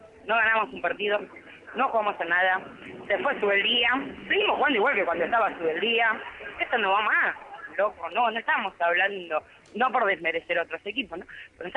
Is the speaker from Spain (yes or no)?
no; Fiorito, Buenos Aires Province, Argentina; de Fiorito.